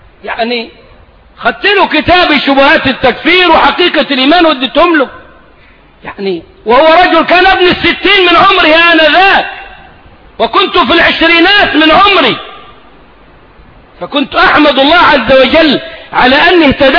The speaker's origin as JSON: {"language": "Arabic", "country": "Egypt", "said": "ده مفتاح كلامنا كمصريين"}